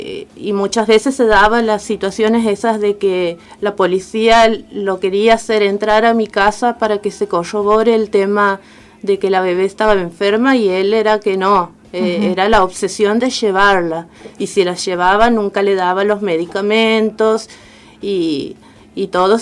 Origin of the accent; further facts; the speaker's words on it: Santiago del Estero, Argentina; now in Escobar, Argentina; Sí, bueno, soy de Santiago del Estero. Estoy viviendo aquí en Escobar hace un año y medio.